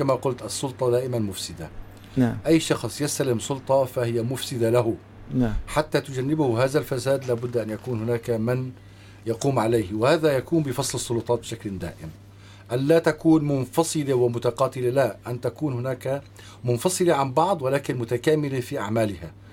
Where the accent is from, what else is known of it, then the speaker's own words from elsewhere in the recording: Syria; نحن كسوريين ينبغي أن يكون هناك هيئات مختلفة تمثلنا